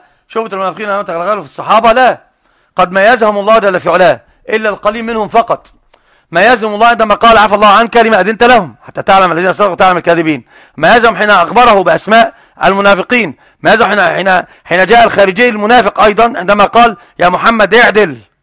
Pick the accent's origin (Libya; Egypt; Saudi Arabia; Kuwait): Egypt; عندنا في مصر بالذات